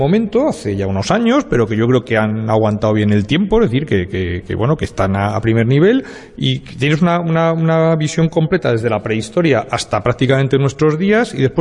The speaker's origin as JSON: {"language": "Spanish", "town": "Madrid", "region": "Community of Madrid", "country": "Spain", "lives_now": "Alicante, Spain", "said": "yo soy de Madrid, soy profesor de la Universidad de Alicante"}